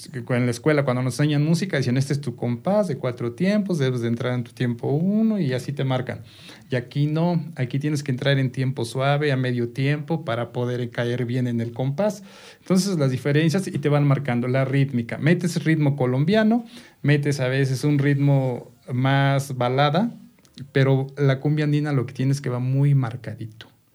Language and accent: Spanish; Tepetlixpa, State of Mexico, Mexico; yo soy de Tepetlixpa, la mitad de los integrantes somos de Tepetlixpa.